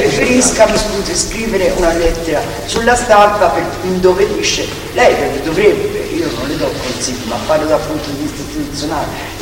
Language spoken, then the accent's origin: Italian; Florence, Tuscany, Italy; tutti noi che siamo di Firenze, io ci ho lavorato a Sesto